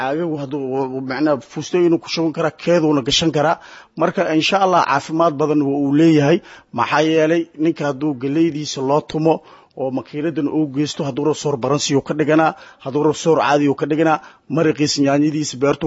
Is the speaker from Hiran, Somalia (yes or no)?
no; Qoryooley, Lower Shabelle, Somalia; born there; anigu waxaan ku dhashay Qoryooley degmada Qoryooley